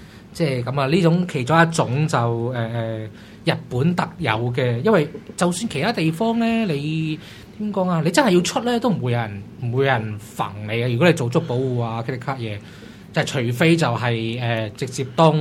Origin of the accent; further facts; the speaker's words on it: Hong Kong; 我係香港人，佢唔俾我入境噶嘛，應該我嚟自香港，佢會唔俾我入境？